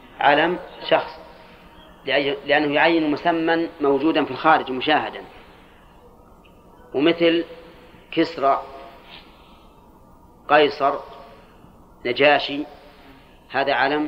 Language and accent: Arabic; Al-Qassim, Saudi Arabia; أولاد علي أظن كنة عندنا في القصيم، ها لكلها القصيم أولاد علي